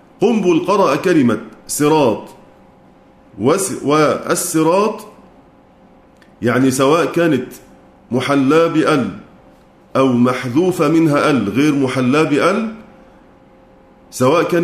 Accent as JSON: {"language": "Arabic", "country": "Egypt", "said": "وإلا فصوت الظاء العامية كما عندنا في مصر مثلا"}